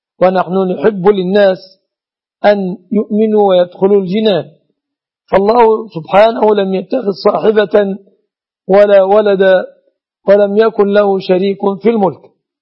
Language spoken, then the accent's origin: Arabic; Egypt